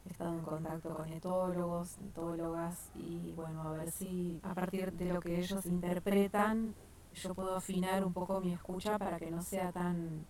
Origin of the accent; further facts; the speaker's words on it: Montevideo, Uruguay; born there; Yo nací en Montevideo, en la capital, pero soy el producto de unas relaciones intergeneracionales que estuvieron vinculadas a la tierra.